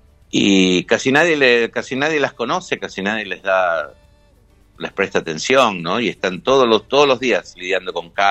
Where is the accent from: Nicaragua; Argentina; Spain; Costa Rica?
Argentina; Montserrat, Buenos Aires; Yo crecí muy cerca de ahí, yo crecí en Montserrat, mis abuelos vivían ahí en Chile.